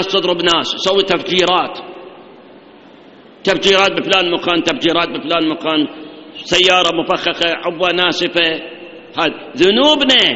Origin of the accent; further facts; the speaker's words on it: Iraq; الآن 3 سنوات عندنا بالعراق جفاف، مطر ماكو